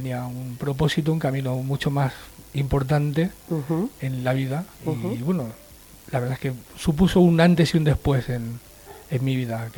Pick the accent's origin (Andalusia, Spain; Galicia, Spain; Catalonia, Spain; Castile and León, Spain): Catalonia, Spain; Sabadell; allí en Barcelona, en Sabadell, en realidad, que es de donde soy.